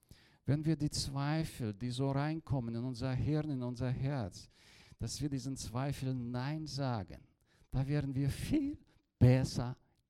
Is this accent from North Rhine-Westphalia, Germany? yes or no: no; Bavaria, Germany; accent: Franconian; ich bin ja auch ein Deutscher, verzeiht mir bitte meinen fränkischen Dialekt hier.